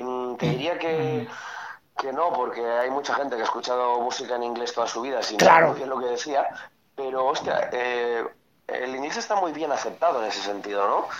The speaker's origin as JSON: {"language": "Spanish", "region": "Catalonia", "country": "Spain", "first_language": "Catalan", "second_language": "Spanish", "said": "siendo catalán, y es mi primera lengua, es mi lengua materna, catalán"}